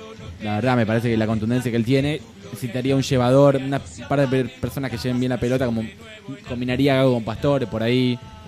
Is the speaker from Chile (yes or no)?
no; Argentina; porque somos Argentina